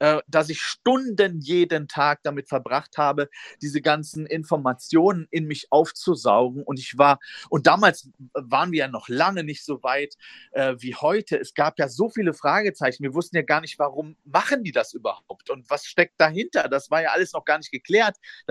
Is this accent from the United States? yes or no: yes; United States; now in Germany; Und ich komme ja aus Amerika, ich lebe hier